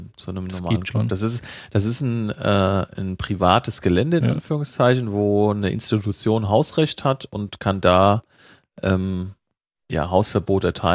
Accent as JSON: {"language": "German", "region": "Hesse", "country": "Germany", "said": "zum Beispiel die Vereine aus meiner Heimat, die sind ja auch ganz"}